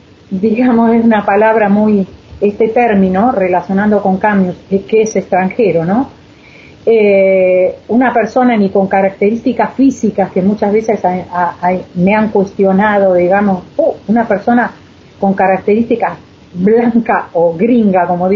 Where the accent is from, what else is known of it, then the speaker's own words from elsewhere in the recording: Buenos Aires, Argentina; soy una persona que soy de Buenos Aires